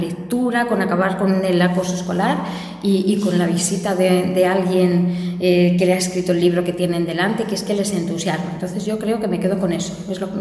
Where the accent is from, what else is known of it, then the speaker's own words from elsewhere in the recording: Basque Country, Spain; mire, soy vasca, pero tampoco soy idiota.